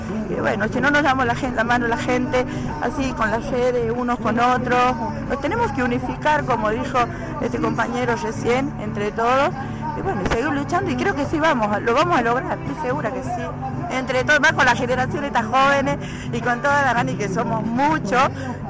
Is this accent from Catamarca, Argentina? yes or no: yes; Andalgalá, Catamarca, Argentina; soy de Aldalgalá, Catamarca. Estoy acá en este momento me encuentro en Buenos Aires, frente al Congreso